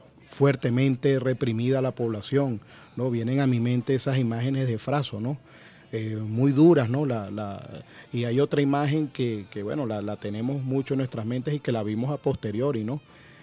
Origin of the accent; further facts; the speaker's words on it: Venezuela; forma parte de lo que somos como venezolanos